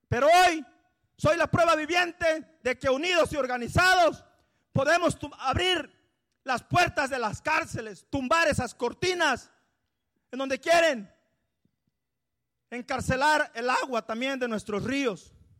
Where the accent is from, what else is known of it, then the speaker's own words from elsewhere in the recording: Aguacaliente, Guerrero, Mexico; hace 12 años nos tocó allá en Guerrero, en mi pueblo, en mi comunidad, en Aguacaliente, en los bienes comunales de Cacuatepec